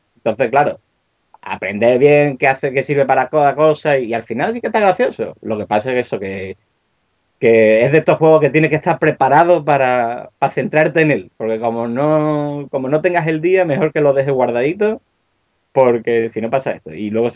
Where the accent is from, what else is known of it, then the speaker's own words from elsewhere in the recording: Seville, Andalusia, Spain; now in Asturias, Spain; Porque yo, aunque soy de Sevilla, estoy emigrado allí, por amor.